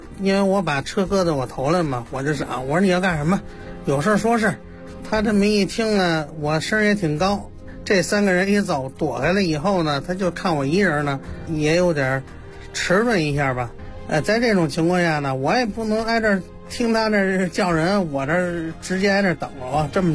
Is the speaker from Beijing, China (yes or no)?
yes; Xihongmen, Beijing, China; 我是呢土生土长的西红门人的本地人，在这个西红门这个镇政府的民政科呢工作了有一段时间了